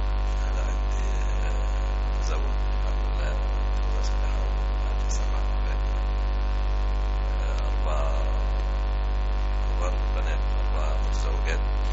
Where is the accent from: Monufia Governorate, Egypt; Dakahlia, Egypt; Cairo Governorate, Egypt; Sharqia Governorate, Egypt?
Dakahlia, Egypt; born there; من مواليد الدخلية،